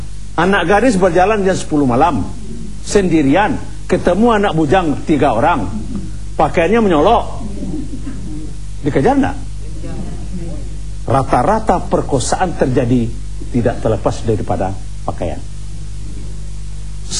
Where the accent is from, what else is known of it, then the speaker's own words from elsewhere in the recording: West Sumatra, Indonesia; Saya ini kan orang Minangkabau. Orang Indonesia.